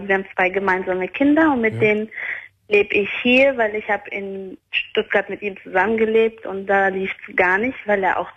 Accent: Albania; Er kommt auch aus meinem Land, also wir sind beide Albaner.

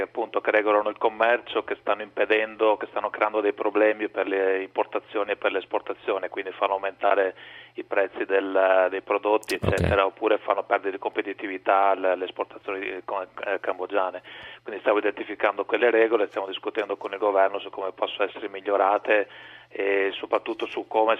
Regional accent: Veneto, Italy; perché io sono veneto d'origine

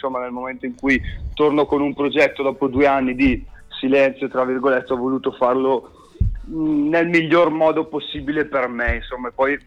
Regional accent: Salò, Lombardy, Italy; io in realtà non sono proprio della città di Brescia, io arrivo da un paesino che è Salò sul lago di Garda, quindi sono ancora più isolato.

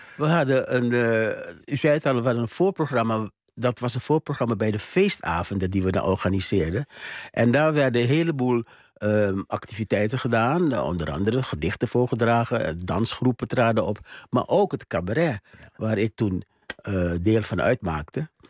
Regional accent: Suriname; En wij als Surinamers, Surinaamse studenten...

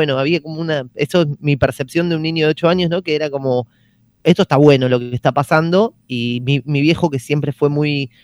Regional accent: Buenos Aires, Argentina; yo soy del barrio de Mataderos

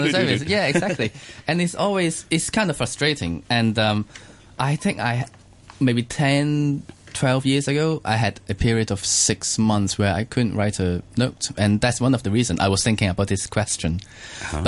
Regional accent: Hong Kong; because I grew up in Hong Kong, and you know how... You know, it's a completely mixed up city.

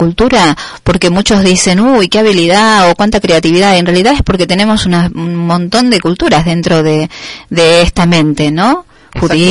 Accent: Argentina; born there; Si bien yo nací en Argentina, también, bueno, vengo de antepasados españoles, italianos, y todo vuelve.

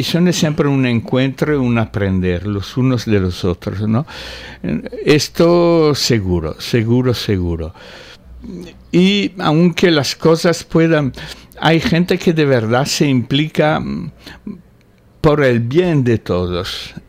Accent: Italy; Spanish is a second language; now in Spain; Cuando volví a... Yo soy italiano. Cuando volví a Italia por vacaciones

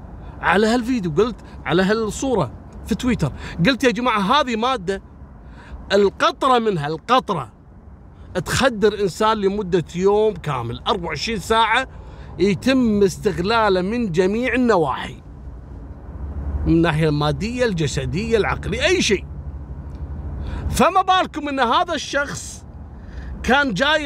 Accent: Kuwait; إحنا عندنا في الكويت مسوين حملة لضبط المخدرات

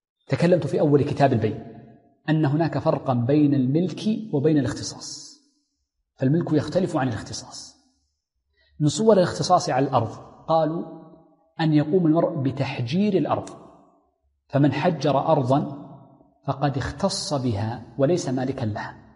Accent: Hejaz, Saudi Arabia; والتين عندنا في الحجاز مثلا في الطائف

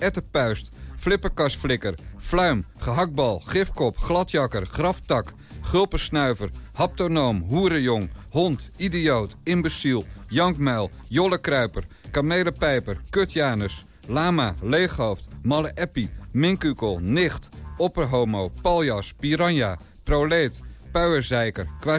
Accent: Rotterdam, South Holland, Netherlands; born there; Ik ben een Rotterdammer van geboorte.

